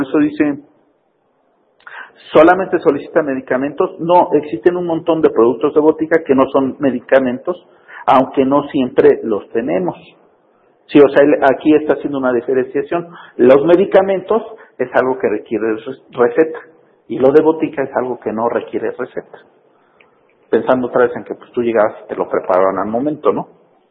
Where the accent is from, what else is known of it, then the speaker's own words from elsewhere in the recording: Mexico; a nosotros como mexicanos, ahí es donde más nos puede afectar